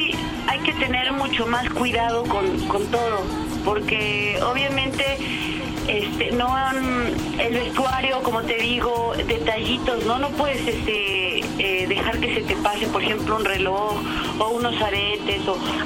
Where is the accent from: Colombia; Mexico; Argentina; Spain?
Mexico; Mexico City; also born or lived in Veracruz; nací ahí en Veracruz y pues casi toda mi vida he vivido aquí en la Ciudad de México. Pero bueno, pues sí, iba mucho de chiquita a Veracruz.